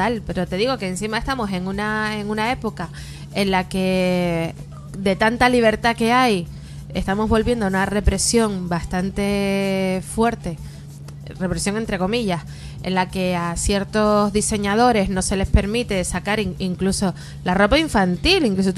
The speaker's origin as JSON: {"language": "Spanish", "town": "Arucas", "region": "Canary Islands", "country": "Spain", "tie": "born or raised there", "said": "Es que todo pasa, mira, en mi pueblo."}